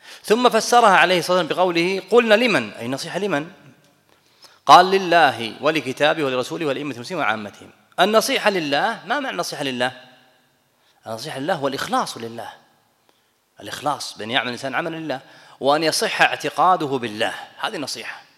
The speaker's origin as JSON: {"language": "Arabic", "country": "Kuwait", "said": "وأنا كويتي في أمريكا،"}